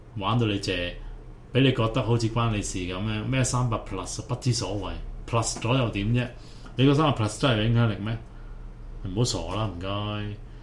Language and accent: Cantonese; Hong Kong; 咁我哋香港人唔係嗰啲咁嘅口腔期㗎嘛，大佬